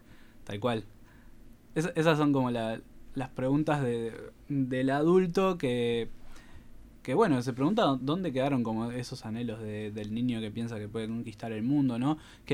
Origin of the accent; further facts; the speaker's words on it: Costa Azul, Canelones, Uruguay; Habla un poco sobre mi infancia en Costa Azul, balneario de Canelones.